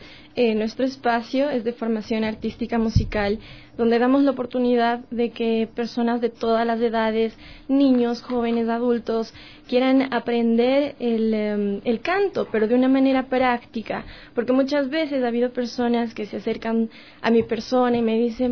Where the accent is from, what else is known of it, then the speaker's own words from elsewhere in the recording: Ecuador; siendo ecuatorianos llevamos la música en la sangre.